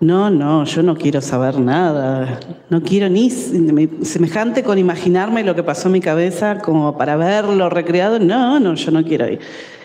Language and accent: Spanish; Lanús, Buenos Aires Province, Argentina; como yo soy de Lanús y la obra se daba en Devoto